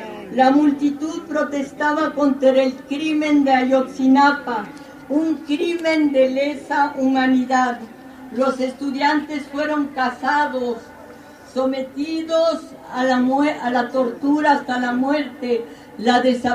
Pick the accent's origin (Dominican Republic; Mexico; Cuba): Mexico; Somos miles los mexicanos que no nos sentimos representados